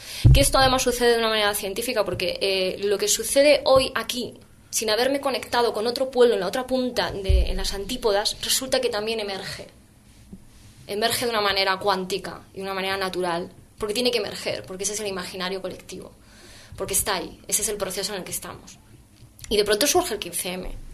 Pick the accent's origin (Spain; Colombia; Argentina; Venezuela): Spain; Madrid, Community of Madrid; Yo a nivel personal venía de la calle. Yo soy de Vallecas.